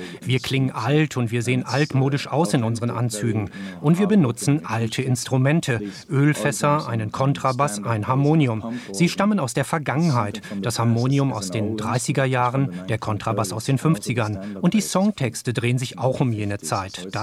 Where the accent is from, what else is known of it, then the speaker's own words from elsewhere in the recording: Norway; In Norwegen ist alles so bequem, so schön, so reich und so in Ordnung. Es gibt keine Probleme, wo ich herkomme. Da ist alles perfekt, kein Grund, traurig zu sein, alles okay.